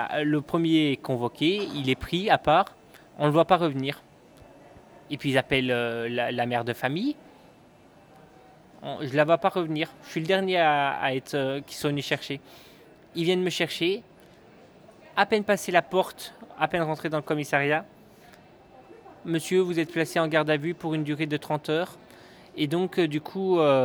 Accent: Belgium; de nationalité je suis français, mais j'ai toujours vécu en Belgique et je vis encore à l'heure actuelle en Belgique.

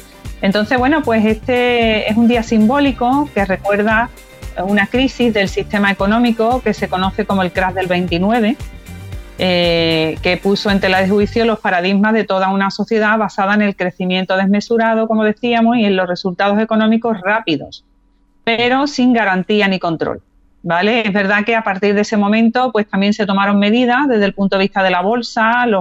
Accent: Spain; pero hemos querido rescatar, como españoles que somos, pues a un teórico también que se llama Carlos Taibo

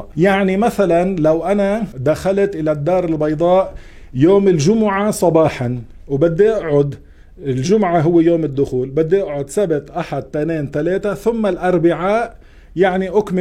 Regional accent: Beirut, Beirut Governorate, Lebanon; now in Montreal, Canada; مثل حالتي، مثلا أنا من بيروت، إذا أنا مستوطن في بيروت

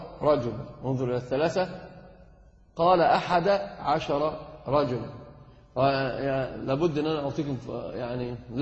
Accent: Egypt; إحنا بس فقط عندنا في مصر هو يعدون الـ1 والـ2.

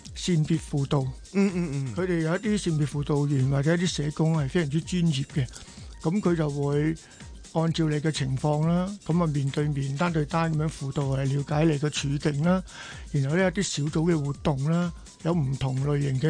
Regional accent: China; 你知道我哋中國人咧，尤其我一把年紀，我今年70歲啦，我哋呢一個40後、50後嗰啲咧，都係比較保守啦。

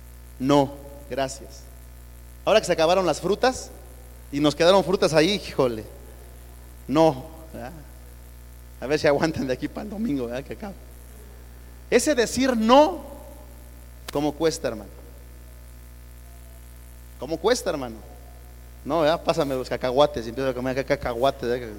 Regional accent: Mexico; como buenos mexicanos, así estamos acostumbrados a comer lo que se nos antoja.

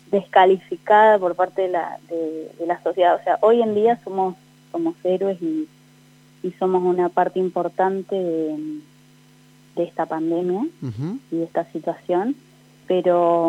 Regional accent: Victorica, La Pampa, Argentina; yo tengo 31 años, soy de Victorica, pero hace 13 años que vivo acá en Santa Rosa. Vine a estudiar otra carrera, me recibí de profesora de biología.

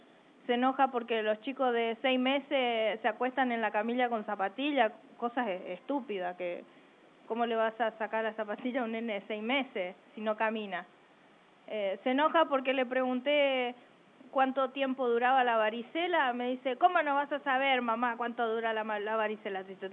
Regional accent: Chaco, Argentina; porque uno piensa que porque viene del interior, yo soy chaqueña, y te escuchan hablar

